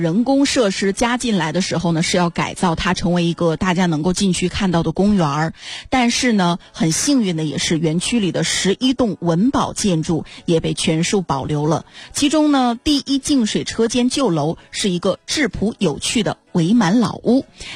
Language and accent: Chinese; Northeast China, China; accent: Northeastern; 用我们东北话说把它撸平